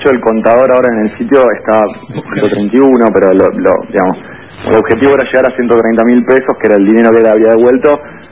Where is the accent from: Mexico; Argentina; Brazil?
Argentina; Buenos Aires; No, nosotros somos de Buenos Aires. Nosotros somos de Buenos Aires, no somos de La Plata.